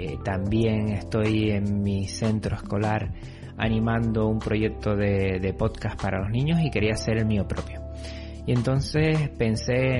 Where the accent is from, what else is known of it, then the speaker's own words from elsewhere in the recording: Canary Islands, Spain; Yo soy canario de las Islas Canarias y resido en medio del Atlántico.